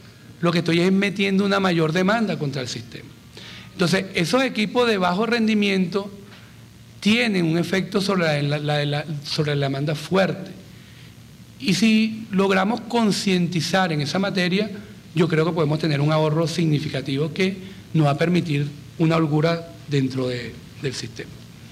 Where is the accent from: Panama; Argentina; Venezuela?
Venezuela; yo como venezolano me niego a que los estemos importando.